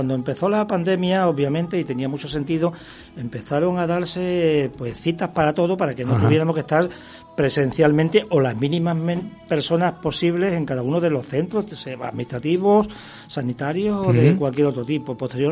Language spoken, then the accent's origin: Spanish; Extremadura, Spain; fui para la península, para Badajoz, que como saben soy extremeño